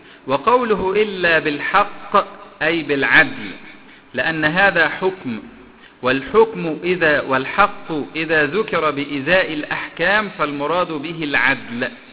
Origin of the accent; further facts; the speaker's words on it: Egypt; اللي عندنا في مصر